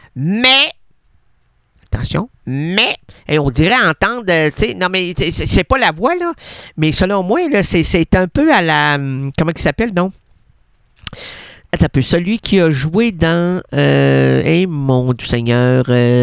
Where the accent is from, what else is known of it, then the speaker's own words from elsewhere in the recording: France; Je suis gauche, je suis un gauche de France. Ah, je suis un français de gauche.